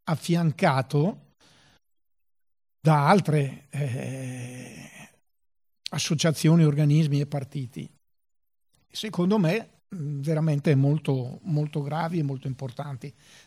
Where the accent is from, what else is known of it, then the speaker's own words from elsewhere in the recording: Brescia, Lombardy, Italy; Io sono bresciano, come avrete capito